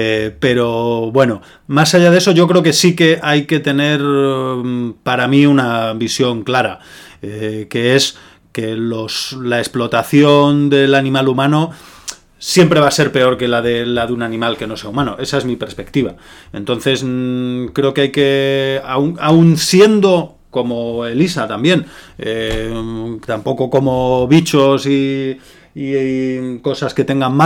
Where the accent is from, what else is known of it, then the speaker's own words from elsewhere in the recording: Galicia, Spain; yo comparto también como gallego esa experiencia